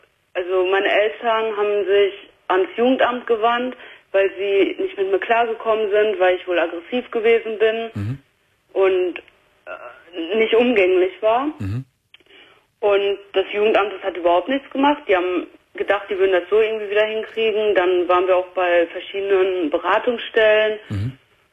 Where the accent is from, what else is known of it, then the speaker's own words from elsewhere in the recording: Essen, North Rhine-Westphalia, Germany; born there; In Essen, im Gefängnis.